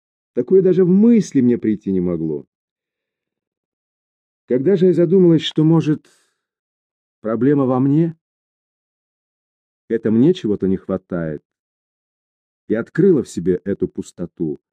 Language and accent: Russian; Japan; Я родилась в Японии, ходила в японскую школу, росла в окружении японских детей, играла, дружила с ними. То есть чувствовала себя абсолютно японкой, но по национальности все же была иностранкой.